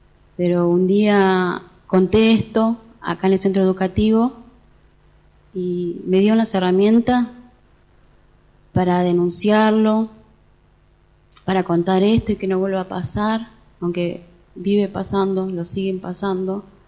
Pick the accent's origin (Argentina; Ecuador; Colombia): Argentina; Entre Ríos; moved away; Me vine de Entre Ríos para no vivir esto.